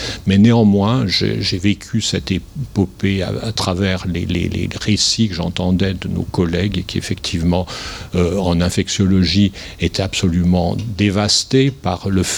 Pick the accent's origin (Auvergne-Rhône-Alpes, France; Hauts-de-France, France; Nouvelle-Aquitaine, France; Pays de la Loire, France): Auvergne-Rhône-Alpes, France; Saint-Étienne; moi je suis né à Saint-Étienne, je suis un Stéphanois qui n'a jamais vraiment quitter son terrain, sinon pour faire un peu de recherche à Paris et à Londres